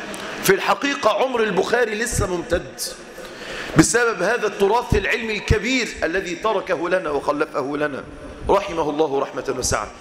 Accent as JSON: {"language": "Arabic", "country": "Egypt", "said": "إحنا من أهل مصر كأهل مصر"}